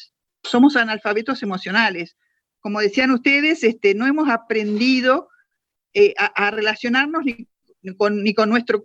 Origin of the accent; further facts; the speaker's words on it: Argentina; generar otro tipo de ser humano que nos merecemos como argentinos